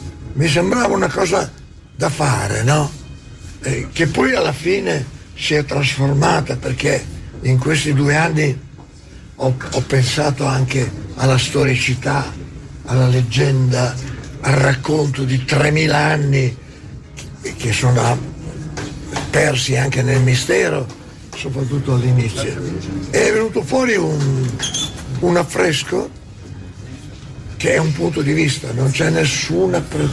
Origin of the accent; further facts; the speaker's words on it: Bologna, Emilia-Romagna, Italy; tutte le volte che diciamo che siamo di Bologna